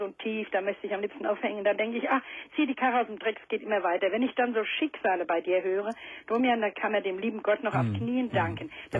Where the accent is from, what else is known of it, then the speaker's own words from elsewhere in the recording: Frankfurt, Hesse, Germany; Aber ich bin auch ein Frankfurter Mädchen